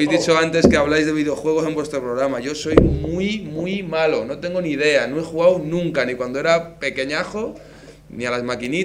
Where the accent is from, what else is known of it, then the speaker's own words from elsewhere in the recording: Valencia, Valencian Community, Spain; now in Murcia, Spain; Yo, como os decía antes, soy de Valencia, entonces lo que más me gusta es la paella, el arroz. Y desde que he venido a Murcia